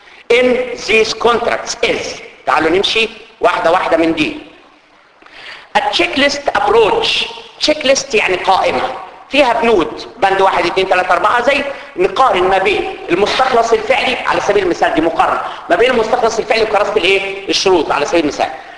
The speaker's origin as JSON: {"language": "Arabic", "country": "Egypt", "said": "والكلام اللي بتحكي عندنا في مصر معروف طبعا"}